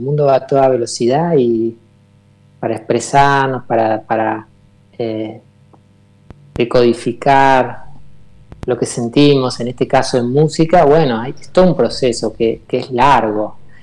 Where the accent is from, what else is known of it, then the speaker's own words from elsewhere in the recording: General Roca, Río Negro, Argentina; Yo soy de Río Negro, de General Roca.